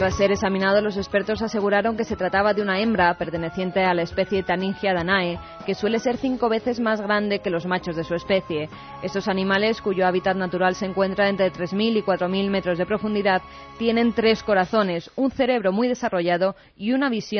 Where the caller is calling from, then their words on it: Murcia, Region of Murcia, Spain; desde Murcia. Soy de cerca de Los Cánovas y todos nos acordamos.